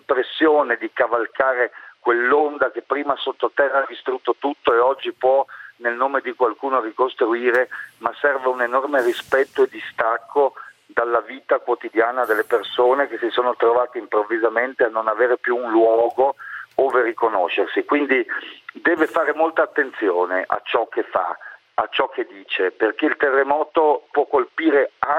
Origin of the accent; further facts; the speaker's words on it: Friuli-Venezia Giulia, Italy; Io vengo da una terra di terremoto, perché sono nato in Friuli pochi mesi prima del terremoto del 76